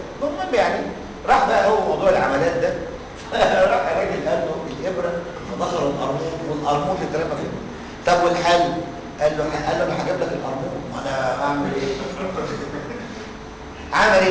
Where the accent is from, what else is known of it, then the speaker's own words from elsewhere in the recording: Egypt; تعرفين لما نيجي احنا مصريين